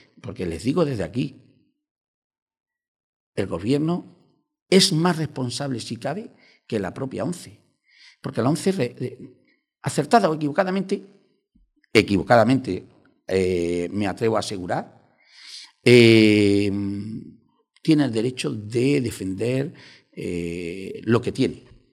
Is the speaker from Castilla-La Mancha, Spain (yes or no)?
yes; Toledo, Castilla-La Mancha, Spain; Oiga, en mi tierra, donde yo nací, en Toledo